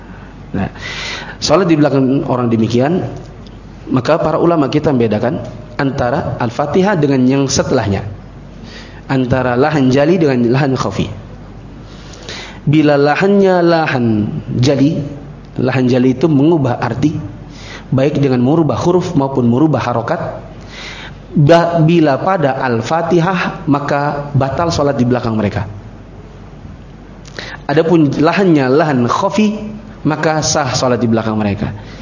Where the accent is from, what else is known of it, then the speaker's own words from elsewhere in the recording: South Sulawesi, Indonesia; saya juga Bugis.